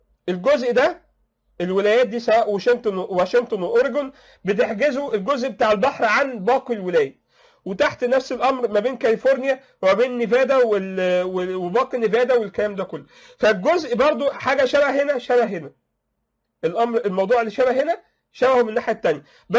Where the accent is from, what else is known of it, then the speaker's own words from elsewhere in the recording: Egypt; المصيبه دي لو حصلت عندنا في مصر او في العالم العربي